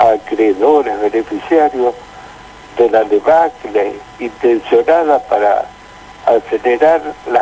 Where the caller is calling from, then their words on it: Caseros, Buenos Aires Province, Argentina; Yo tengo 70 años. … de Caseros.